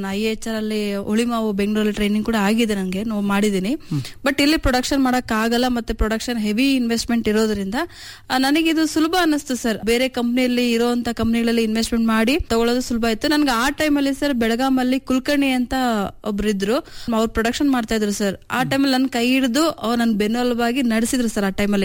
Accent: Chitradurga, Karnataka, India; ನಾನು ಹುಟ್ಟಿ ಬೆಳೆದೆಲ್ಲ ಇಲ್ಲೇ ನಮ್ದೊಂದು ಮಧ್ಯಮಸ್ಥ ಕುಟುಂಬ ನಮ್ಮದು ನನ್ನ ಓದೆಲ್ಲ ಇಲ್ಲೇ ಸೆಂಟ್ ಜೋಸೆಫ್ ಕಾನ್ವೆಂಟ್ ಅಲ್ಲಿ ನಾನು ಎಲ್ ಕೆ ಜಿಯಿಂದ ಹಿಡಿದು ಟೆಂತ್ ವರೆಗೂ ಮುಗಿಸಿರೋದು

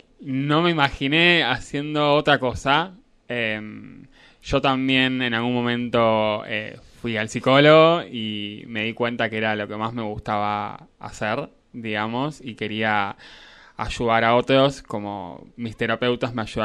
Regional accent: Lobos, Buenos Aires Province, Argentina; moved away as an adult; Yo nací en Lobos, me caí en Lobos, me fui a vivir a Capital Federal para hacer los estudios universitarios.

